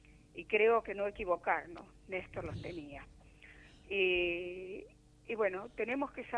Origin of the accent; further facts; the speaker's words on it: Argentina; Como argentina, tenemos que saber que la muerte no es en vano.